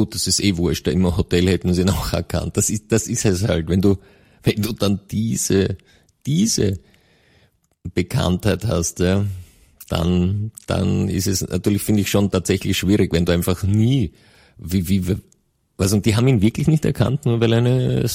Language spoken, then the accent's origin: German; Vorarlberg, Austria; ich komme ja aus dem Westen, aber so viel ist auch im westlichsten Bundesland bekannt.